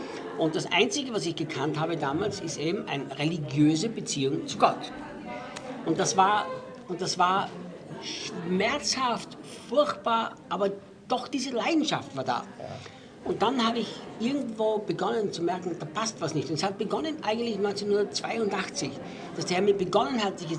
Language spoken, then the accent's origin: German; Austria; also born or lived in United States / United Kingdom; now in Brazil; Also ich bin ja ein Österreicher natürlich und Deutschsprechender. Habe aber in Amerika gelebt, habe in England gelebt, lebe jetzt in Brasilien.